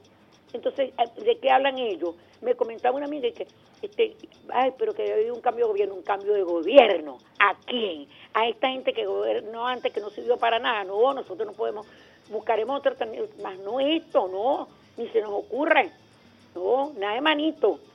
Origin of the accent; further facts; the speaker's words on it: Venezuela; Nací aquí y muero aquí. Y punto. Yo soy venezolana y me siento muy venezolana y quiero mucho a mi patria.